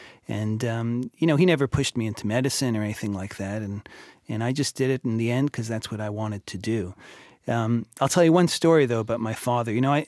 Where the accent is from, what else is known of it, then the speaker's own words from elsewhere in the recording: Montreal, Quebec, Canada; I grew up in Montreal